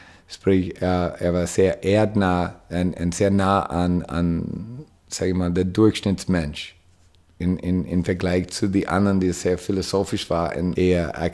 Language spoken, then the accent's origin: German; United States; German is a second language; Als Amerikaner sehe ich das anders.